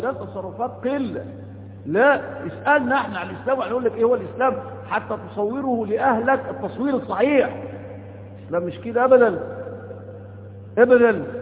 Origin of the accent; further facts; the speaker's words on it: Egypt; هو احنا الغزاة؟ ما احنا أولاد مصر المصريين